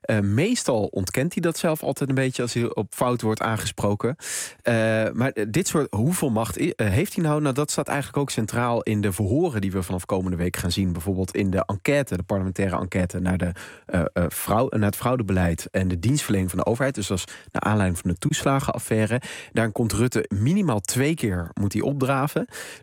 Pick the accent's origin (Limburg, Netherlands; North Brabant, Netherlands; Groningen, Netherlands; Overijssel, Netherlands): Limburg, Netherlands; Maastricht; Had een licht zuidelijk accent. Ik mag dat doen, ik kom uit Maastricht.